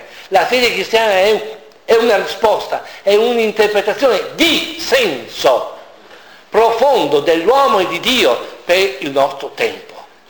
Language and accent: Italian; Emilia-Romagna, Italy; Io sono emiliano, a me piace stare a tavola e mangiare cose buone.